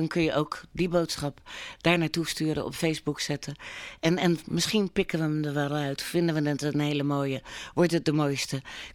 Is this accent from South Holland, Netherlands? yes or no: yes; Capelle aan den IJssel, South Holland, Netherlands; Want we zijn Hollanders